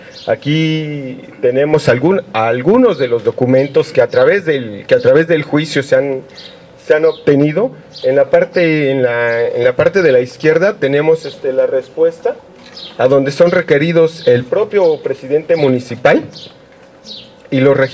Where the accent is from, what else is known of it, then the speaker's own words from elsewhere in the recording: Oaxaca, Mexico; los involucrados son los vecinos y somos todos los oaxaqueños